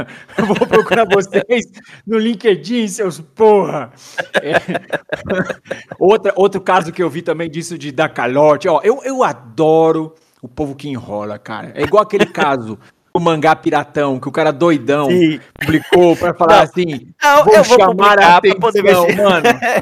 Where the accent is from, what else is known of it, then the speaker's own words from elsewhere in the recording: Brazil; eu queria deixar um recado aqui pra Indivisible Press, tá, como brasileiro.